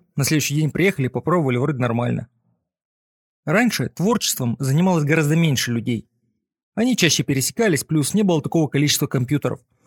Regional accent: Saint Petersburg, Russia; Мы сами из Питера

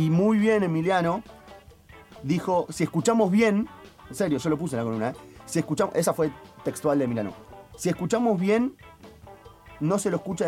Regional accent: Argentina; Bueno, yo soy argentino.

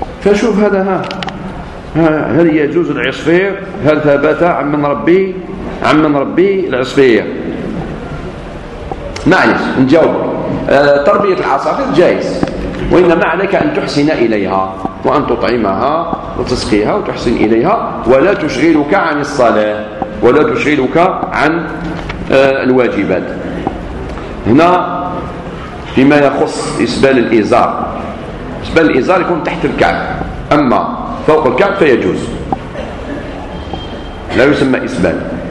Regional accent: Algeria; خاصة بعد الاستقلال كان عندنا في الجزائر الدروس المسائية

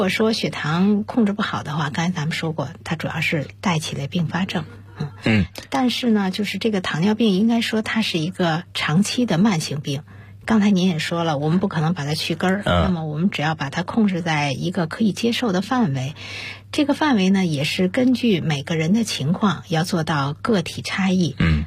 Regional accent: China; 像我们中国人大概占到50%左右

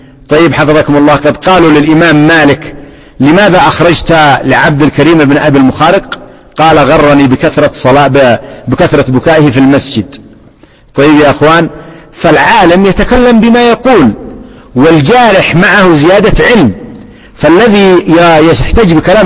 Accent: Yemen; بلادنا اليمن الآن خراب

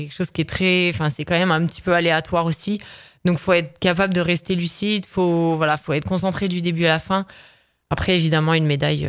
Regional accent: France; France, on a quand même, ça fait partie de notre culture de quand même mettre en avant le négatif

